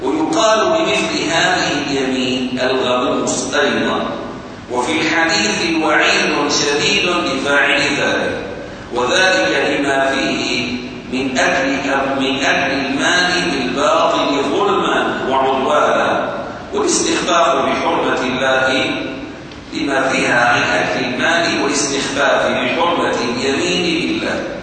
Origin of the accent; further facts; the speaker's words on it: Syria; هذه الحدود اليوم عندنا في سوريا مثلا توجد أحجار المساحة